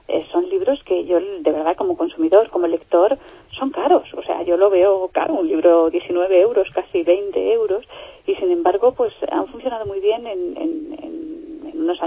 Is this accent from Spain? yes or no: yes; Madrid, Community of Madrid, Spain; Yo soy de Madrid, la conozco muy bien desde pequeñita